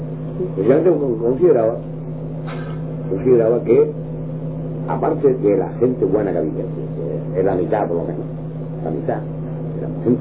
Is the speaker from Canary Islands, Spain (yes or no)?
yes; Canary Islands, Spain; Yo soy canario, más canario que tú.